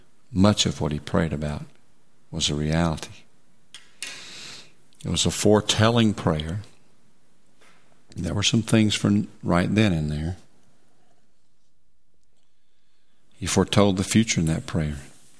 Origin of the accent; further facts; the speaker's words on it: England, United Kingdom; But I believe as English people, we should pray to our Dad.